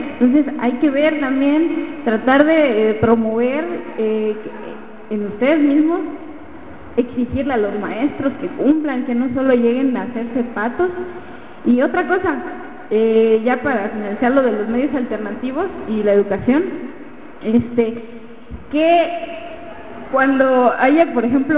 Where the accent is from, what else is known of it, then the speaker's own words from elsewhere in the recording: Tuxtla Gutiérrez, Chiapas, Mexico; somos de aquí, somos de Tuxtla, somos de Chiapas, somos de México